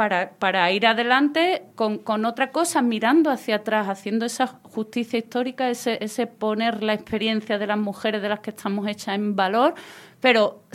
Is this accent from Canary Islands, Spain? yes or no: no; Ayamonte, Andalusia, Spain; yo soy de la Isla Canela, de la aldea de Punta del Mora, en la Isla Canela, en Ayamonte, en la frontera con Portugal.